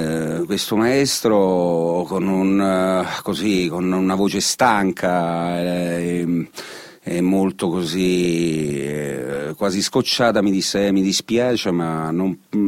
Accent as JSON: {"language": "Italian", "town": "Oppido Lucano", "region": "Basilicata", "country": "Italy", "tie": "born or raised there", "said": "io sono nato a Oppido Lucano, in provincia di Potenza, che si trova in effetti a metà strada tra Potenza e Matera. Sono nato in un paesino molto particolare"}